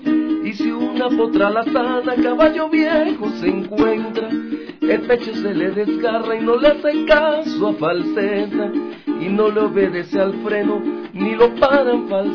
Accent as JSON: {"language": "Spanish", "town": "Suata", "region": "Aragua", "country": "Venezuela", "tie": "born or raised there", "said": "mi pueblo Suata, pueblito pequeño ya del estado de Aragua, donde me crié."}